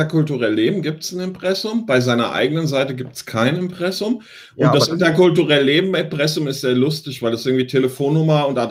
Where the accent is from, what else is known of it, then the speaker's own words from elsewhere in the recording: Vietnam; ich komme aus Vietnam und so.